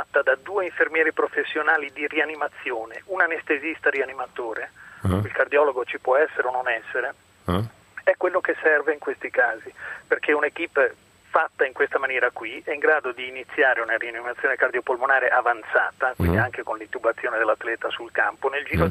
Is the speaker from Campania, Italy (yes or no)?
no; Milan, Lombardy, Italy; anch'io non sono di Grosseto, sono in viaggio, sono